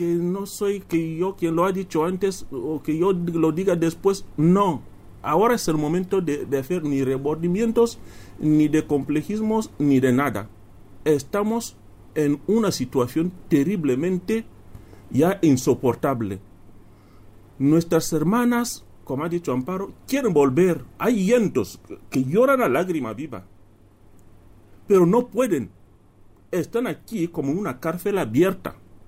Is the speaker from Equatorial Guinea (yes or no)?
yes; Equatorial Guinea; Todos somos guineanos. Es lo único que nos identifica.